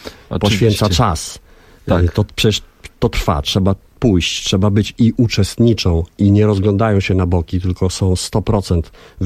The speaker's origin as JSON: {"language": "Polish", "town": "Warsaw", "region": "Masovian Voivodeship", "country": "Poland", "said": "Z Mokotowa"}